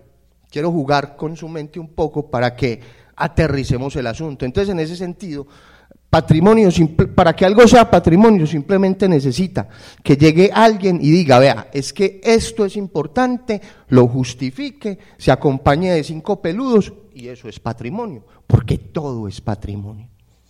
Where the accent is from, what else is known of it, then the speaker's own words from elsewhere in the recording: Medellín, Antioquia, Colombia; Nosotros acá casi todos nos identificamos como paisas, no como medellinenses.